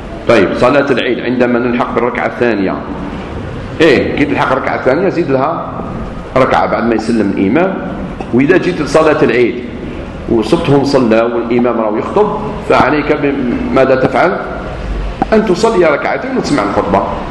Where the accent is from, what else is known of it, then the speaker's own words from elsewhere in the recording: Algeria; خاصة بعد الاستقلال كان عندنا في الجزائر الدروس المسائية